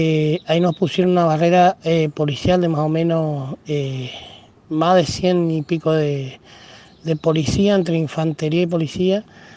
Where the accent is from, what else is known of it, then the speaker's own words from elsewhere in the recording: Oberá, Misiones, Argentina; De acá de mi pueblo, de Oberá Misiones, queda 120 kilómetros a la capital de Posada.